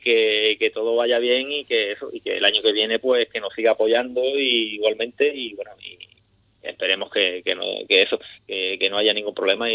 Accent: Ubrique, Andalusia, Spain; un saludo y mucho ánimo a mi tierra, Ubrique

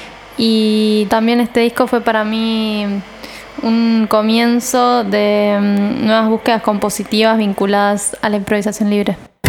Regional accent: San Nicolás, Buenos Aires Province, Argentina; moved away as an adult; now in Buenos Aires, Argentina; Yo soy del interior, de San Nicolás. Y me vine a los 18 a ir acá y estudiar música y seguir estudiando violonchelo

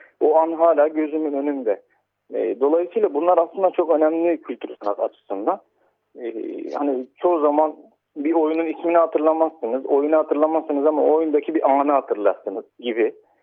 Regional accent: Istanbul, Turkey; born there; Ben 1985 yılında İstanbul'da doğdum

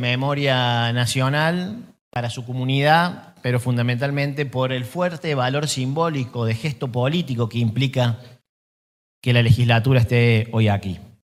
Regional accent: Córdoba, Argentina; la herencia democrática que tenemos como cordobeses, como argentinos

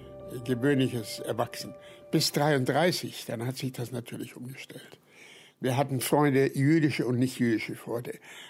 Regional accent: Nuremberg, Bavaria, Germany; Geboren worden in Nürnberg, in einer Vorstadt. Und später sind wir umgezogen in die Fürtherstraße.

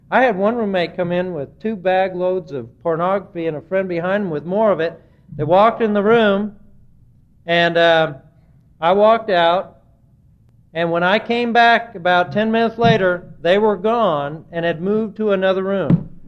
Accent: California, United States; Now, I was from California, so I had my windbreaker and my dress shoes

